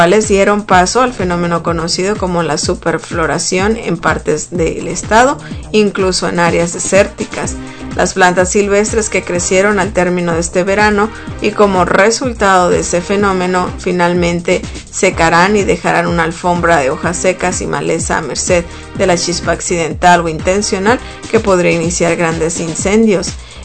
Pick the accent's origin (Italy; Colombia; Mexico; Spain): Mexico; Tabasco; en el estado de Tabasco. Aquí en mi tierra, en mi agua